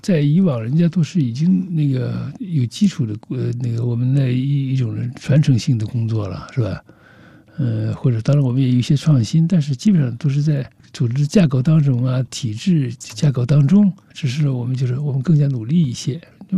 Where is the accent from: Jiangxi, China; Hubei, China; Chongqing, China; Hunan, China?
Jiangxi, China; now in Lhasa, China; 只有那个春节的时候又回到我的老家江西